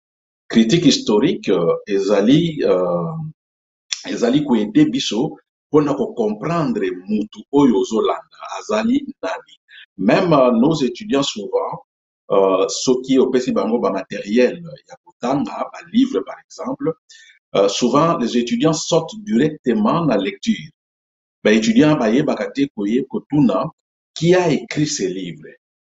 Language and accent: French; DR Congo; moved away as an adult; now in South Korea; nazali congolais, 100% congolais, et je suis né au Congo, j'ai grandi au Congo, j'ai commencé mes études universitaires, primaires, secondaires, universitaires au Congo, et puis je me suis retrouvé, suite na situation ya mboka na biso, je me suis retrouvé na mboka ya Corée du Sud.